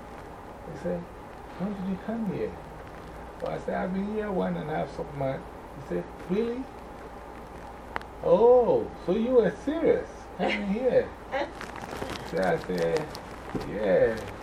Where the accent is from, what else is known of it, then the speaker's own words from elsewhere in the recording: Ghana; moved away; because I came from Ghana. Like, by the time I came here, I was only in this country. Like, I had just come from Ghana.